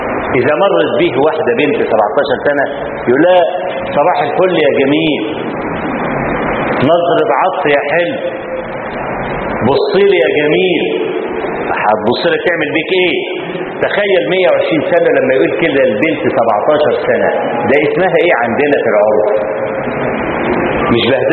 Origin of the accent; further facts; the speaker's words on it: Egypt; فأنا ما بقولش الكلام ده عشان أنا مصري